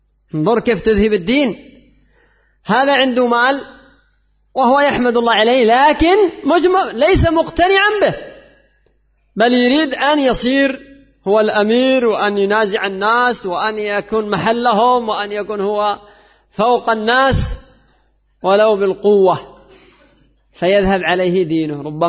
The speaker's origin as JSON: {"language": "Arabic", "country": "Yemen", "said": "عندنا في اليمن وفي ليبيا وفي مصر وفي كثير من البلدان"}